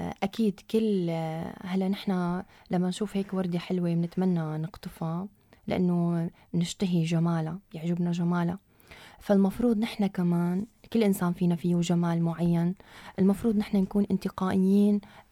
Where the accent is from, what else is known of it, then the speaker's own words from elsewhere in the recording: Tartus, Tartus Governorate, Syria; أنا بنت مدينة طرطوس مدينة البحر، مواليد 91، معلمة مدرسة